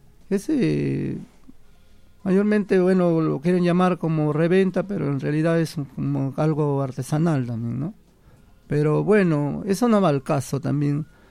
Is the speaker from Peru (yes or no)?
yes; Peru; Yo soy peruano